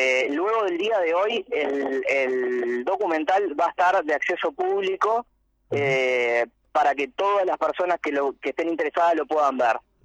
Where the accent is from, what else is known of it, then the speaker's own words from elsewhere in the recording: Uruguay; Y estamos hablando de una realidad que nos trasciende mucho más que como uruguayo.